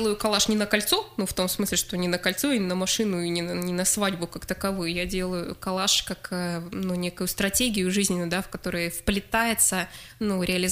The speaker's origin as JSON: {"language": "Russian", "town": "Norilsk", "region": "Krasnoyarsk Krai", "country": "Russia", "tie": "born or raised there", "lives_now": "Krasnoyarsk, Russia", "said": "Мой родной город Норильск, соответственно, ну, Красноярск ныне, в котором я живу."}